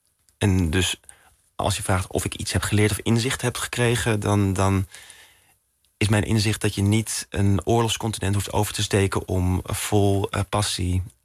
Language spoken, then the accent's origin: Dutch; Netherlands; Ik ben in Nederland opgegroeid. Ik ben opgegroeid in de tijd van Tinder, swipen.